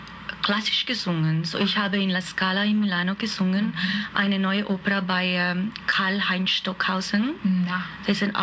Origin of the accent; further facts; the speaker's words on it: Hungary; German is a second language; moved away as an adult; now in Vienna, Austria; Ich bin geborene Ungarin, und ich bin nach Wien gekommen um 1989, wo ich studiert habe auf die Hochschule für Musik und Darstellende Kunst in Wien.